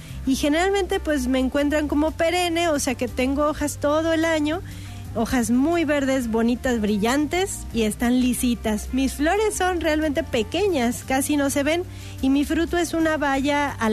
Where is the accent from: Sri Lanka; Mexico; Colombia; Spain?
Sri Lanka; yo vengo, fíjese, de Oriente, que le contaba ahorita, pues de Sri Lanka es como el lugar más aceptado de donde yo vengo. Antes se llamaba Ceilán y ahora es Sri Lanka, que también pues está ya cerquita de la India y de Asia.